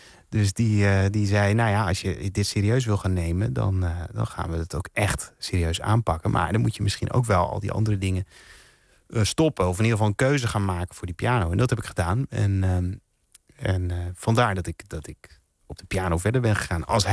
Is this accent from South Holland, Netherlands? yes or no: no; Enschede, Overijssel, Netherlands; je kunt wel horen, denk ik, dat ik uit Enschede kom daar nog.